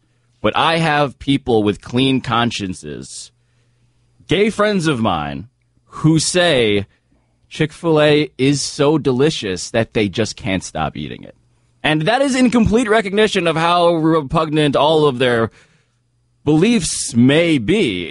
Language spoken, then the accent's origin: English; United States; because I am a Filipino-American, and this is how I do things